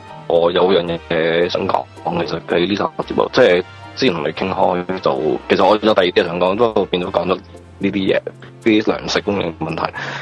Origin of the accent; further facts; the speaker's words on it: Hong Kong; 即系对于我哋香港人嗰个健康系相当之重要